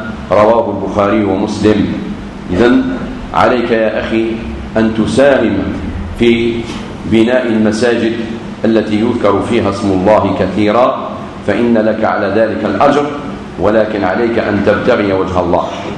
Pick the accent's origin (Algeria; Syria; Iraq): Algeria; خاصة في بلادنا الجزائر